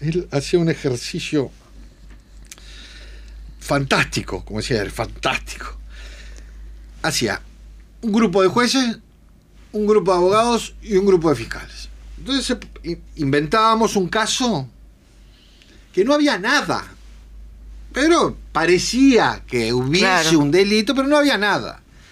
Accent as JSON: {"language": "Spanish", "country": "Uruguay", "said": "Yo qué sé, somos los uruguayos, somos irrompibles"}